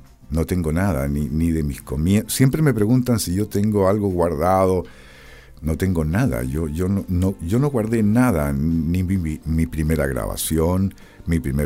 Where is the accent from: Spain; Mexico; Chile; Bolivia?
Chile; Valdivia, Los Ríos; Mi tierra, mi patria.